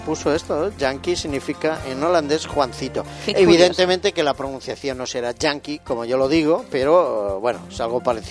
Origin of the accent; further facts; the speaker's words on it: Spain; porque somos españoles.